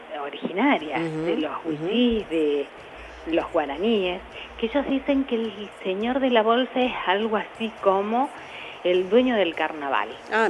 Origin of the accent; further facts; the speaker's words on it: Salta, Argentina; De Salta Capital, sí.